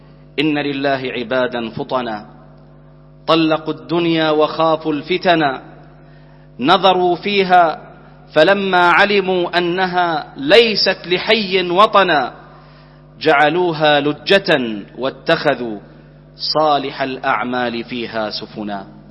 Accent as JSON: {"language": "Arabic", "country": "Bahrain", "said": "اللهم احفظ بلدنا البحرين"}